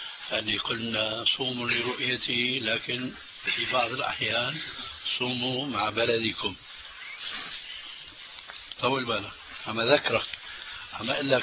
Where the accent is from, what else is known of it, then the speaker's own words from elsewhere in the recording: Damascus, Damascus Governorate, Syria; كما يقولون عندنا في الشام